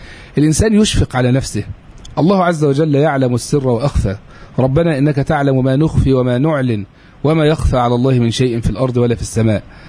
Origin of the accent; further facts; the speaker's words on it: Egypt; عندنا في مصر الدولة تفسح جدا جدا لهذا الاتجاه.